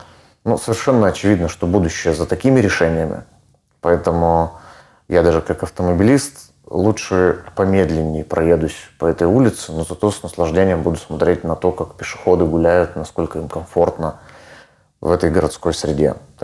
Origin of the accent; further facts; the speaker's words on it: Irkutsk, Irkutsk Oblast, Russia; Я вырос в этом районе, на перекрестке Байкальской и Тимирязева.